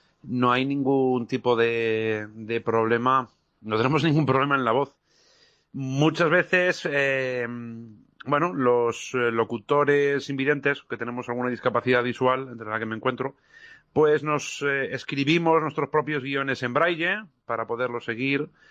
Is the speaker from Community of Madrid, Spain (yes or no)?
yes; Móstoles, Community of Madrid, Spain; estuve colaborando en la emisora municipal de mi pueblo, de Móstoles.